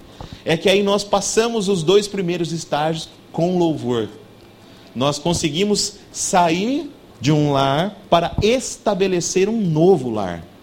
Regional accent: Assis, São Paulo, Brazil; now in São José do Rio Preto, Brazil; A minha esposa trabalhava na cidade onde nós morávamos, nós não somos de Rio Preto, nós somos de Assis

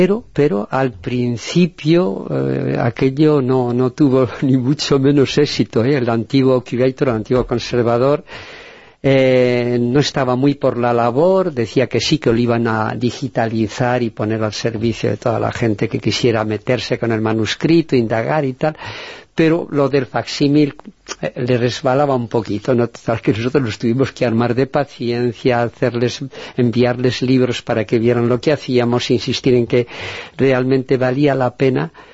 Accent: Burgos, Castile and León, Spain; now in San Sebastián de los Reyes, Spain; yo también soy burgalés, pero vivo aquí, justamente en San Sebastián de los Reyes.

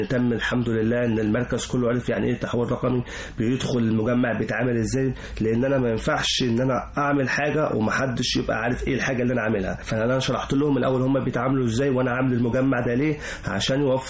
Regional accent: Upper Egypt, Egypt

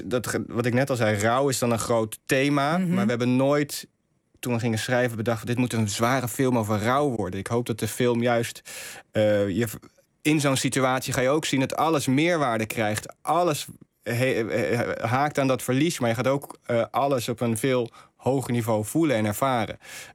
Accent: South Holland, Netherlands; also born or lived in Rotterdam; Ik ben geboren in Rotterdam, maar opgegroeid in het dorpje in Zuid-Holland. En als student heb ik in Feyenoord gewoond, ja.

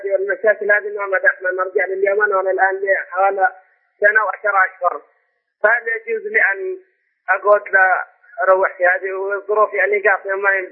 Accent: Yemen; now in Saudi Arabia; يا شيخ أنا إنسان يمني مغترب في المملكة العربية السعودية وإنسان متزوج ولدي أسرة

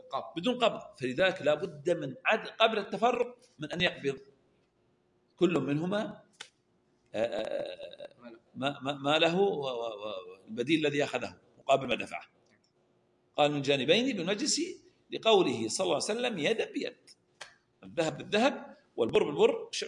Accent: Al-Ahsa, Eastern Province, Saudi Arabia; التمر الخلاص وتمر الشيش عندنا في الأحساء

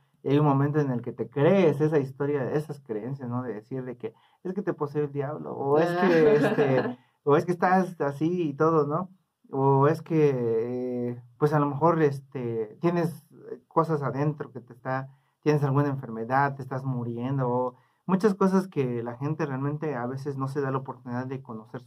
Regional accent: Huistán, Chiapas, Mexico; soy del municipio de Huistán, Chiapas.

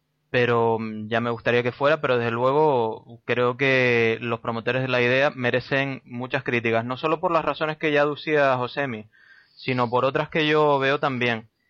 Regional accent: Las Palmas, Canary Islands, Spain; A mí me gustaría que Las Palmas fuera capital. Claro que sí, me encantaría. Es mi ciudad natal, es donde me crié, es la ciudad a la que yo regreso.

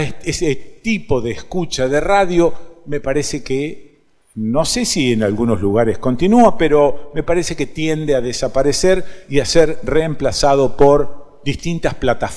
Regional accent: Rosario, Santa Fe, Argentina; Bueno, sí, nací en Rosario, viví en esa ciudad.

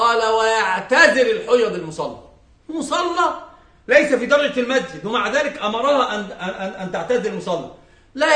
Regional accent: Egypt; إحنا عندنا في مصر في مسألة مهمة جدا عزيزة

